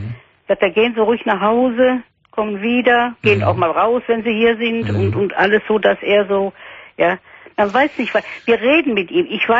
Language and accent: German; Cologne, North Rhine-Westphalia, Germany; moved away; Und grüß mir mein Köln. Ich bin auch eine Kölnerin